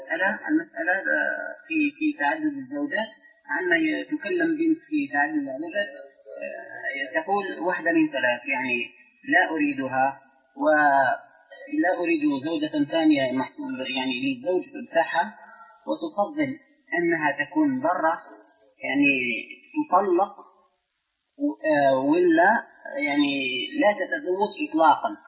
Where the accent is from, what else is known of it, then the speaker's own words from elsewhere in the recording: Algeria; هذا كلام سائر عندنا في الجزائر.